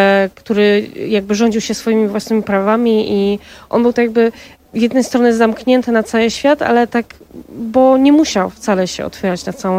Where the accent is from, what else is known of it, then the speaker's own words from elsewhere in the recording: Katowice, Silesian Voivodeship, Poland; w Katowicach, w moim rodzinnym mieście, więc tutaj nawiązuję do takiego mojego ukochanego miejsca w moich rodzinnych stronach